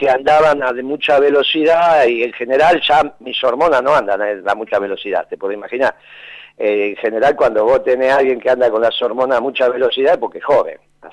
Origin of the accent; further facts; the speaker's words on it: Buenos Aires, Argentina; Ah, bueno, pero es que yo soy porteño.